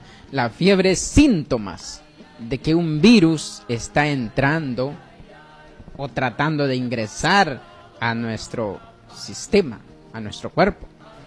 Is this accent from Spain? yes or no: no; Guatemala; born there; no para todos los que somos nacidos en Guatemala